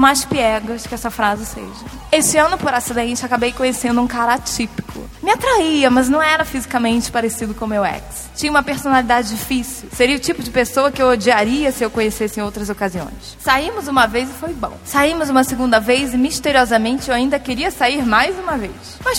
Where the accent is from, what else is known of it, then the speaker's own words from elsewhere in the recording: São Paulo, Brazil; Sou de São Paulo, tenho 24 anos.